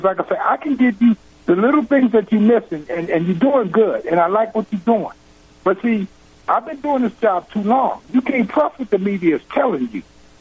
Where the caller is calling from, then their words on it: Texas, United States; I'm calling from Texas.